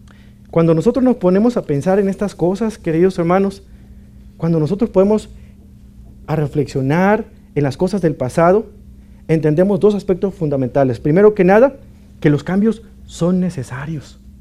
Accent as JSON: {"language": "Spanish", "country": "Mexico", "tie": "born or raised there", "moved": "yes", "said": "hace unos 2 años visité mi ciudad natal en México."}